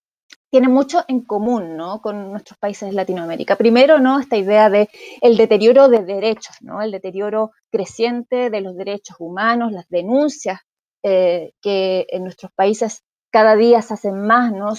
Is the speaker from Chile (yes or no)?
yes; Chile; yo soy chilena y tenemos una ley de datos personales